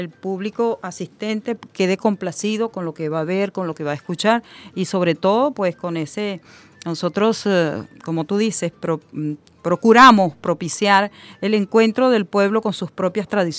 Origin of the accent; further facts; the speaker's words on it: Venezuela; es importante que nosotros como venezolanos la fortalezcamos